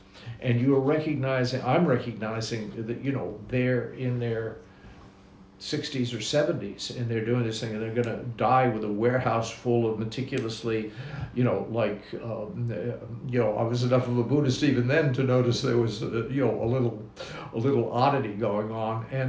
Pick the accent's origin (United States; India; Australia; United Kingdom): Australia; I'm an Australian, and I'm going to go back to Australia